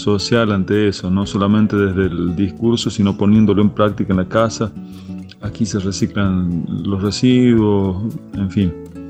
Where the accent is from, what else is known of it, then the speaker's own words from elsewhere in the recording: La Rioja, Argentina; born there; now in Cuesta Blanca, Argentina; soy compositor, cantautor, riojano por nacimiento, cordobés por adopción. Vivo en Cuesta Blanca, en la Sierra de Córdoba, al sur del Valle de Punilla.